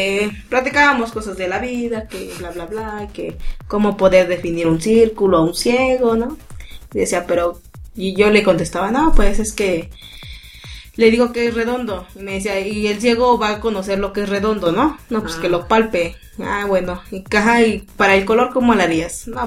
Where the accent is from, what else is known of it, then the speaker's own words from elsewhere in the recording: Mexico; Y ya saqué mi ficha, ya como clásico mexicano, ¿no?